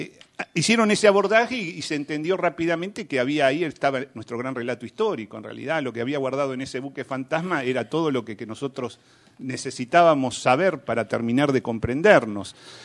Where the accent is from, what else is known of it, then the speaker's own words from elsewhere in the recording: Argentina; Argentina parece que no calificar como país latinoamericano desde el punto de vista de la cultura, sí. ¿No? Nosotros parece que somos casi europeos